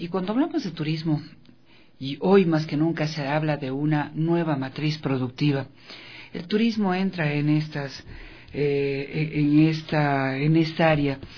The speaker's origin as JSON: {"language": "Spanish", "country": "Ecuador", "said": "dentro de cada uno de nosotros que somos ecuatorianos, no importa de dónde vengamos"}